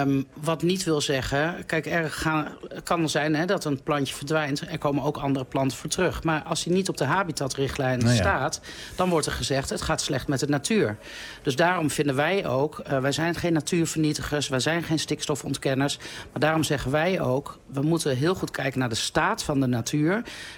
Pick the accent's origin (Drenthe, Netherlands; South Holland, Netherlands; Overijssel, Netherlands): Overijssel, Netherlands; Deventer; Vroeger als klein kindje ging ik met mijn vader en moeder heel vaak naar, bij ons in Deventer, het Kolkbos heten.